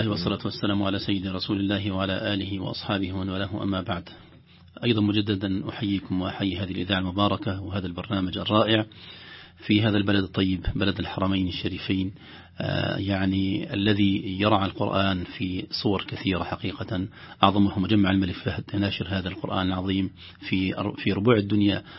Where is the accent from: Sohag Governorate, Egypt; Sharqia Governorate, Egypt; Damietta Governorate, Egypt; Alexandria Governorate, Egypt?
Alexandria Governorate, Egypt; Alexandria; now in Riyadh, Saudi Arabia; أنا أقول أمي التي أرضعتني القرآن قريتي، ثم أمي التي يعني ربتني الإسكندرية وفيها جامعتي وفيها معهد القراءات واستفدت منها كثيرا ومشايخنا، ثم أمي التي أكرمتني مدينة الرياض